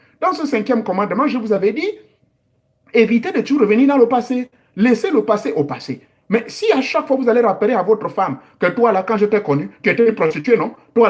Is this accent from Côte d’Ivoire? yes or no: no; Gabon; Oyo, comme nos mamans de Chibanga font chez nous au Gabon.